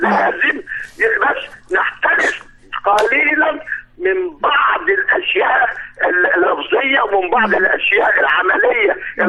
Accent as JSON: {"language": "Arabic", "country": "Egypt", "said": "يا ريت معظم البرامج عندنا في مصر"}